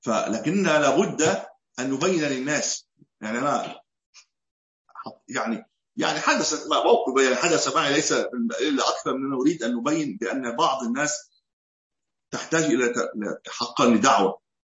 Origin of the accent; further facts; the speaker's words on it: Egypt; قلت له نعم انا من مصر، مش هكون منين؟